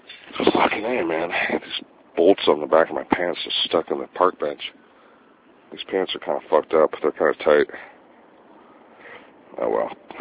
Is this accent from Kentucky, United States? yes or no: no; Santa Cruz, California, United States; while I was traveling with my friend, who's from my hometown, Santa Cruz, Sean